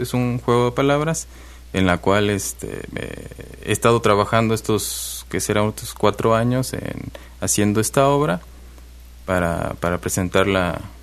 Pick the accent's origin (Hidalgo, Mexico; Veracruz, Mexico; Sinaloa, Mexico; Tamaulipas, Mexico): Veracruz, Mexico; Coatzacoalcos; also born or lived in Minatitlán; now in Xalapa, Mexico; Ahí nací, pero radiqué desde que nací, digamos, en Coatzacoalcos 12 uh-huh. años. Uh-huh. Y de los 12 para acá, ya más o menos 21 años que estoy acá en Jalapa.